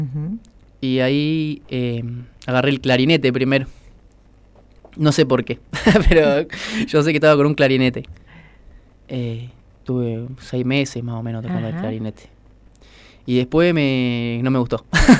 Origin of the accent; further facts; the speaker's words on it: Quemú Quemú, La Pampa, Argentina; also born or lived in Pico; Bueno, yo digo que soy de Quemú, pero porque viví la mayoría de mi infancia en Quemú, así que yo para mí soy de Quemú, pero en realidad nací en Pico.